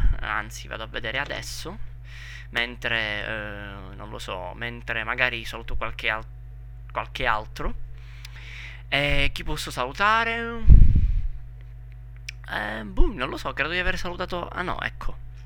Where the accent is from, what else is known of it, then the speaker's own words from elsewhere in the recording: Southern Italy, Italy; accent: southern Italian; io forse mi sono scordato di dire che parlo dal sud, sono del sud Italia, dunque è ovvio che ci siano questi accenti super marcati, no?